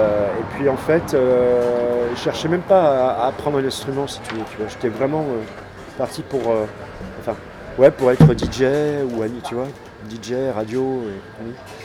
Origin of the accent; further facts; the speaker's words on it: Occitanie, France; now in Paris, France; Ça fait une vingtaine d'années que je vis à Paris. Mais je suis né, j'ai grandi dans le sud-ouest de la France.